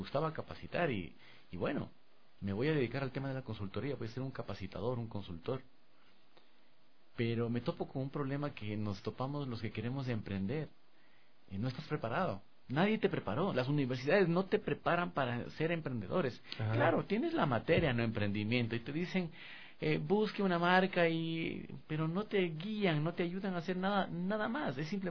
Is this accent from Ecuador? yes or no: yes; Ecuador; quizás sea porque soy un ecuatoriano y de pronto ven que el instructor es ecuatoriano